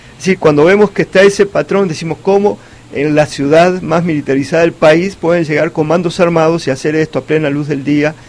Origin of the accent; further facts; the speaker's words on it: Uruguay; Yo vengo de Uruguay.